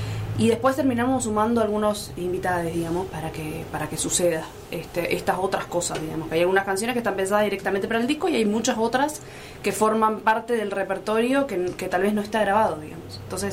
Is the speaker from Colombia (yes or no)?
no; Posadas, Misiones, Argentina; tengo la suerte, como alguna gente que nos criamos, entre comillas, en el interior. Muy entre comillas. Yo soy de Posadas